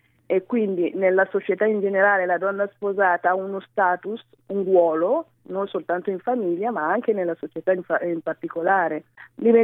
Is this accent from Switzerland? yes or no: no; Burkina Faso; moved away as an adult; now in Italy; io sono una principessa del Burkina Faso. Sono nata e cresciuta in Burkina fino ai miei 22 anni, mi sono sposata a 20 e poi mi sono trasferita in Italia perché mio marito viveva già in Italia.